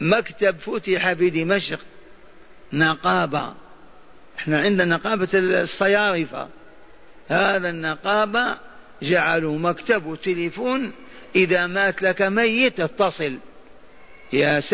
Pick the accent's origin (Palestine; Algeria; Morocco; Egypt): Algeria; عندنا في الجزائر الجامع الكبير،